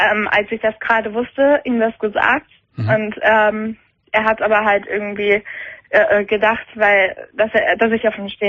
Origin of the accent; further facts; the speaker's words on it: Germany; ich bin Deutsche